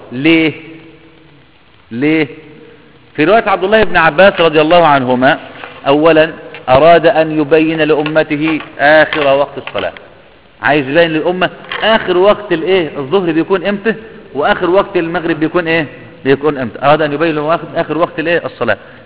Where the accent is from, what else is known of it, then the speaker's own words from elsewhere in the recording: Egypt; عندنا في مصر